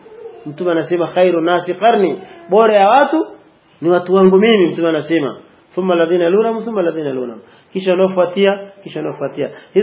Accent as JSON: {"language": "Swahili", "region": "Mwanza", "country": "Tanzania", "said": "sisi tumetokea Mwanza. … ni mwalimu wa dini."}